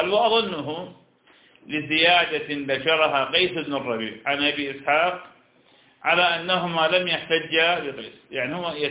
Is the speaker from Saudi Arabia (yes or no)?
no; Iraq; نحن لسنا، أنا عراقي وأنت شام، نحن لسنا حجازين